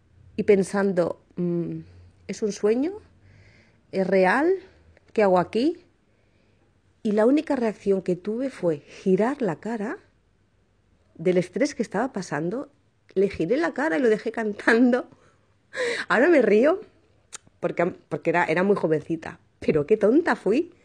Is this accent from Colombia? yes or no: no; Barcelona, Catalonia, Spain; de Barcelona, España.